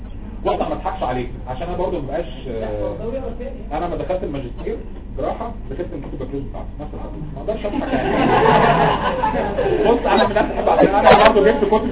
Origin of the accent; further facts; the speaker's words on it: Egypt; انا طبعا انت عارف ان عندنا في مصر